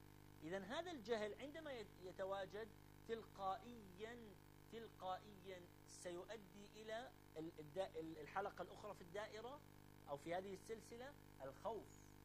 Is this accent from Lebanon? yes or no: no; Mosul, Nineveh, Iraq; بس أنا من الموصل، يعني هذه الحقيقة